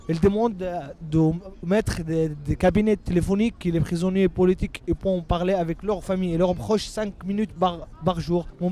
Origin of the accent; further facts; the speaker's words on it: Jerusalem, Palestine; je suis avocat, et je suis palestinien, je viens de Jérusalem.